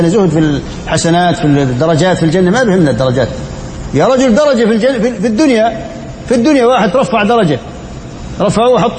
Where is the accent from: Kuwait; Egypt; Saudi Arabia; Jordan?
Jordan; 10 دنانير يعني عندنا في الأردن حوالي بجوز 25,000 تقريبا